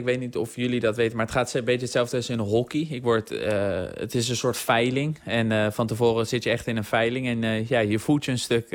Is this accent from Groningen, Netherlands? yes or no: no; South Holland, Netherlands; Ik kom uit de regio van Den Haag natuurlijk.